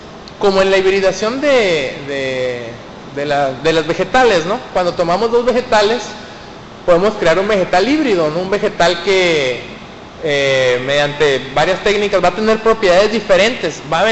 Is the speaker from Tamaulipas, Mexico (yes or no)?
no; Mexicali, Baja California, Mexico; cuando digo que soy de Mexicali, me dicen que, ah, ok, eres del otro lado, ¿no? Y yo, no, soy de México.